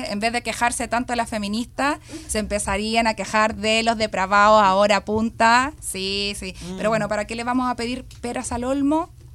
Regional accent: Chile; una así como buena chilena

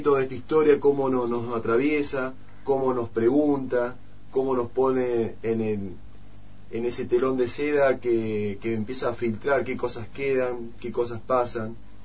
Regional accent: Argentina; cuál es nuestro grado de conciencia como argentinos en esta democracia

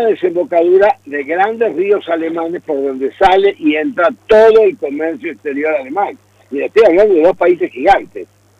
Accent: Argentina; nosotros como argentinos, la Argentina no tiene ningún poder sobre eso

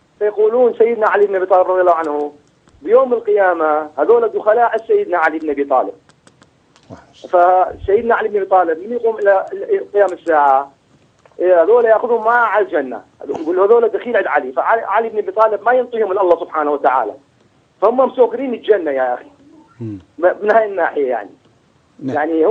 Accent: Mosul, Nineveh, Iraq; أنا من الموصل

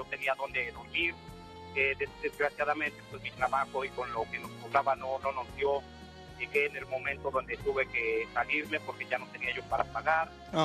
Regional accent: Puebla, Mexico; Soy de Puebla. Soy orgullosamente poblano y nunca voy a negar mi tierra. Desgraciadamente no podemos regresar por circunstancias de la vida

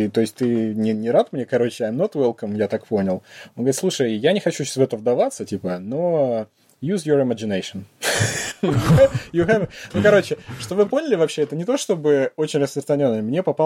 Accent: Russia; now in London, United Kingdom; Я говорил, что я из Лондона, я не говорил, что я English. А откуда ты? Я говорю, I'm Russian.

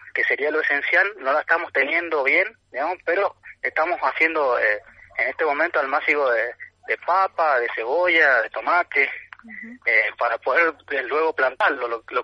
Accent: Tupungato, Mendoza, Argentina; Nosotros somos de Tupungato, de Coronel Tata, acá de Tunuyán

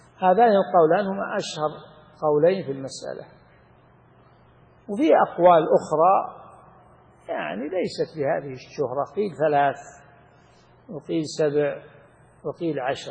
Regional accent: Saudi Arabia; ومن أحكام الأيمان والنذور عندنا في السعودية

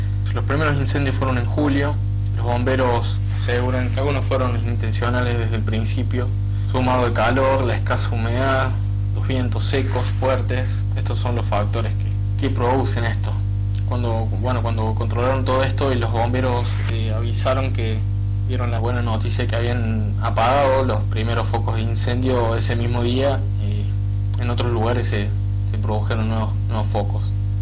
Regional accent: Argentina; soy de Argentina y vivo en la ciudad de Córdoba capital.

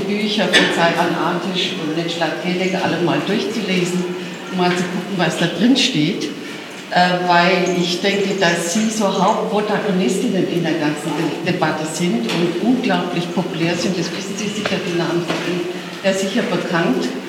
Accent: Berlin, Germany; ich komme aus Berlin.

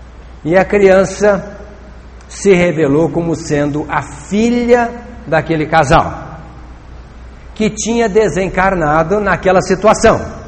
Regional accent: Itapagipe, Minas Gerais, Brazil; lá da minha terra, de Itapajipe.

